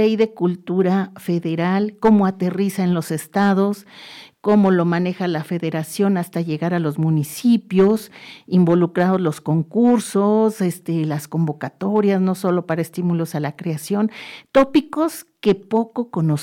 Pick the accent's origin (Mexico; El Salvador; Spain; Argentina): Mexico; Mexico City; yo como chilanga te puedo decir que no abarca tampoco toda la ciudad.